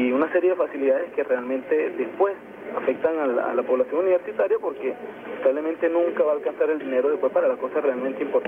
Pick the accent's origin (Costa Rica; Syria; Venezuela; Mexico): Venezuela; mi agradecimiento como venezolano